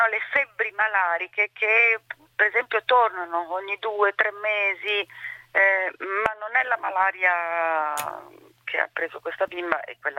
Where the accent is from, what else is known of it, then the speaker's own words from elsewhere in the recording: Burkina Faso; vengo dal Burkina Faso, è molto difficile che sia influenza.